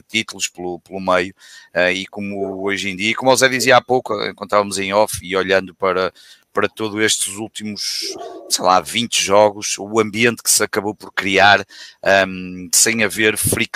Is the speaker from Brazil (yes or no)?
no; Porto, Portugal; festejar no Porto para nós tem um significado muito grande.